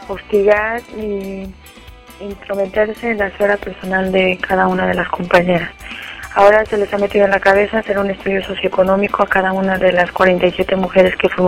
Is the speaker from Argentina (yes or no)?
no; Mexico; Muchas de las mujeres mexicanas que estamos denunciando desde México también somos testigas